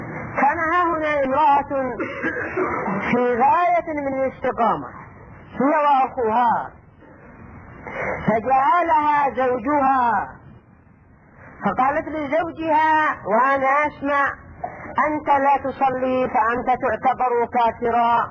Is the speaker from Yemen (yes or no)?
yes; Yemen; وهكذا ايضا عندنا باليمن